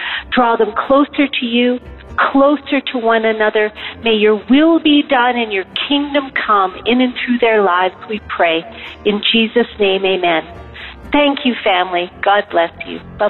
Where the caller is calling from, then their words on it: Calgary, Alberta, Canada; I'm from Canada, but specifically Calgary, Canada.